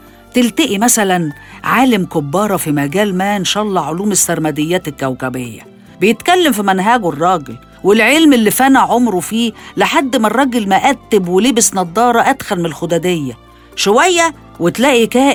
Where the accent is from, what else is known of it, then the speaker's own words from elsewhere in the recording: Egypt; وإحنا يا مصريين بقينا مبدعين قوي في فنون المزايدة